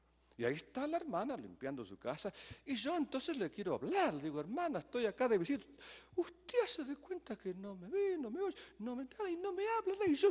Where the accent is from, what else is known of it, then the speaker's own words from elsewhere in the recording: Argentina; now in Guatemala; En vez de ser guatemalteco, soy argentino, pero no tengo la culpa, que yo nací allá